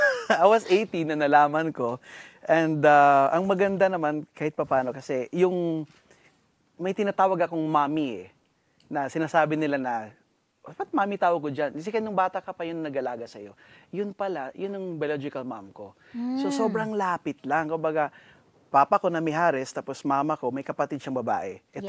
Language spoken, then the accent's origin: Tagalog; Central Visayas, Philippines; accent: Bisayan; Growing up in Bohol, nung pagkabata, medyo mahirap din ng konti kasi kitang-kita naman sa itsura ko na kakaiba, di ba?